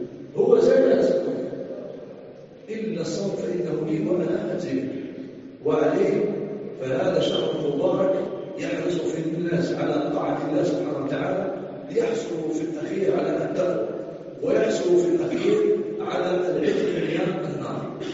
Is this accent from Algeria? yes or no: yes; Algeria; عندنا في الجزائر